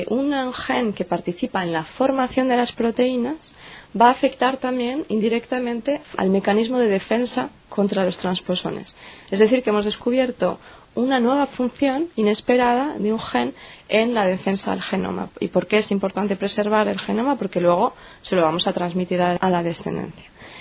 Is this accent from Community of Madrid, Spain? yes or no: yes; Madrid, Community of Madrid, Spain; moved away as an adult; now in France; soy española y vengo de Madrid. Y vine a hacer mi tesis a Francia.